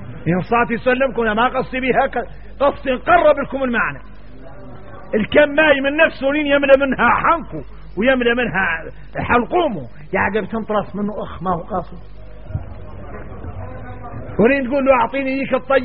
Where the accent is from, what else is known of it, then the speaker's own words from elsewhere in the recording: Mauritania; عندنا احنا موريتاني